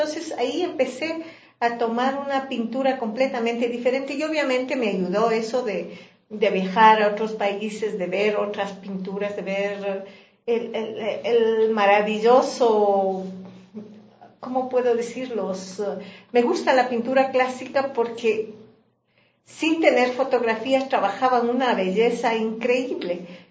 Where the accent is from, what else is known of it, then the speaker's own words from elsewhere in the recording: Ecuador; moved away; also born or lived in Norway; cuando estuve en Noruega, cuando salí de aquí de Ecuador en el 2000